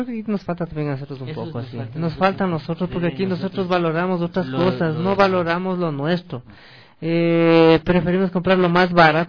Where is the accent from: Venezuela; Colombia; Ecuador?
Ecuador; Y nosotros como ecuatorianos somos muy buenos, lo que pasa es que nosotros mismos nos desvaloramos.